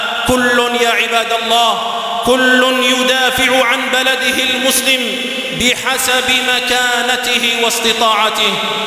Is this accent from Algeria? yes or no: yes; Algeria; تستغل أوضاع بلادنا الجزائر